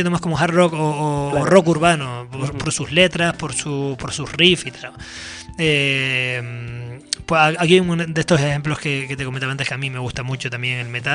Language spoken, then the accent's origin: Spanish; Canary Islands, Spain; canarios, hay varios contrabajistas, buenos contrabajistas